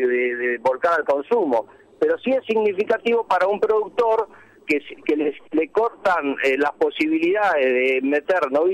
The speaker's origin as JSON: {"language": "Spanish", "town": "Tandil", "region": "Buenos Aires Province", "country": "Argentina", "tie": "born or raised there", "said": "Digamos que nosotros somos oriundos de Tandil, toda uh-huh. la generación que le sigue. Yo soy recién la quinta generación."}